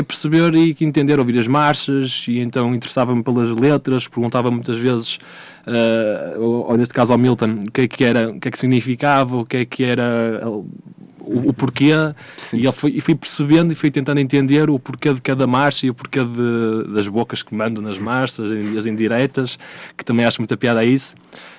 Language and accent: Portuguese; Porto, Norte, Portugal; now in Nazaré, Portugal; Eu sou natural do Porto, já estou aqui na Nazaré há, este é o meu quarto ano, vim para cá para ser professor